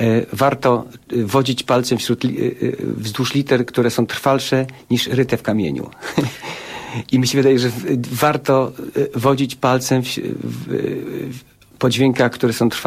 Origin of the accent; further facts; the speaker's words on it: Częstochowa, Silesian Voivodeship, Poland; wychowywałem się w cieniu kościoła Świętej Barbary w Częstochowie. Tam mieszkałem dosłownie parę metrów od kościoła